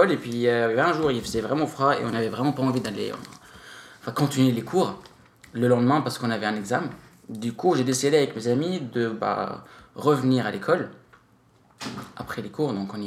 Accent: Lebanon; also born or lived in France; Non, j'ai grandi au Liban.

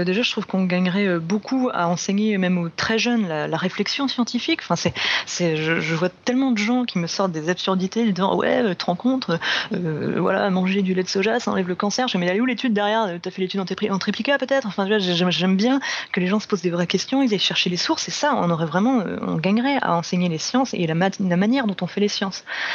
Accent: France; il y a un engouement chez nous en France, quand même, pour ce concours

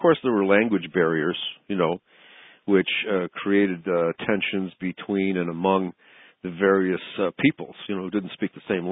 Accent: Chicago, Illinois, United States; Well, I remember as a child growing up in Chicago, going to numerous wedding feasts

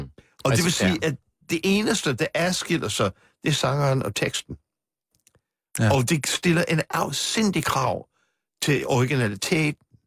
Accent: Manhattan, New York, United States; Danish is a second language; now in Copenhagen, Denmark; fordi jeg kommer fra Manhattan, jeg er født og vokset op på Manhattan.

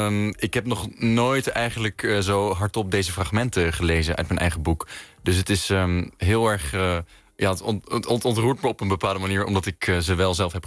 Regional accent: Haarlem, North Holland, Netherlands; now in Amsterdam, Netherlands; Ik ben opgegroeid in Haarlem. Ik woon in Amsterdam.

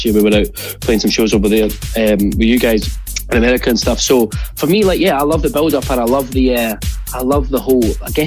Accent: Scotland, United Kingdom; I am the Scottish

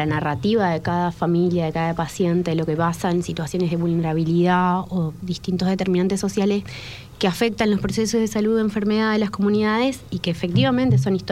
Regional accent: Maipú, Mendoza, Argentina; yo vengo de Mendoza, nací en Maipú, ahí en la Ruta del Buen Vino.

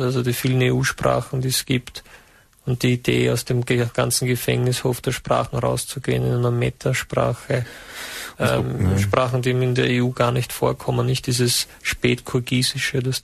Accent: St. Valentin, Lower Austria, Austria; ich persönlich komme aus Valentin, also St. Valentin.

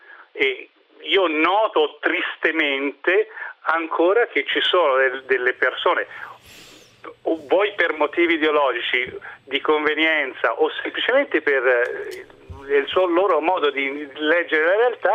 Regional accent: Livorno, Tuscany, Italy; now in Veneto, Italy; In quanto io sono un livornese, ma non vivo più nella città, vivo nel Veneto.

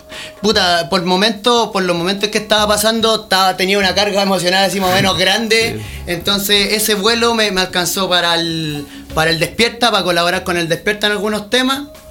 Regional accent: Pudahuel, Santiago Metropolitan Region, Chile; Por cosas de la vida yo me fui de Pudahuel el 2001, 2002 cuando nació mi hijo y puta, anduve pululando por acá, por allá. Cuento corto, volví a Pudahuel 2008

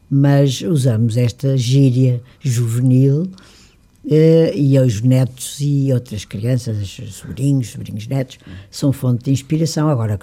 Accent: Lisbon, Portugal; Eu digo que eu adoro a minha cidade, não é por ser o grande centro, nem a capital, é a minha terra, é onde eu nasci.

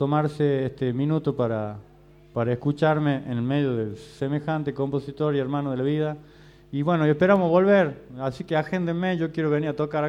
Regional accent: La Rioja, Argentina; Somos de La Rioja y nos hemos enterado hace poco, ¿cierto? En San Antonio. San Antonio de hace unos 5 o 6 años de que éramos compañeros de la primaria. Yo cumplo 42 ahora en febrero.

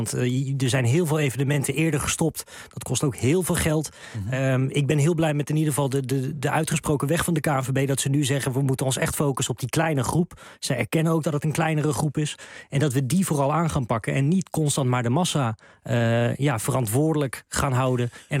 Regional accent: Utrecht, Netherlands; Je merkt wel, ik kom zelf uit Utrecht.

